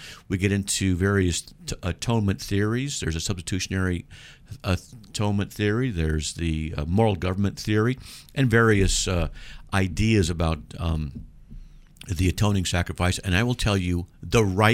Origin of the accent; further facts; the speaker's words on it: San Diego, California, United States; Yeah, from San Diego, and because we're all from San Diego, and I don't watch sports.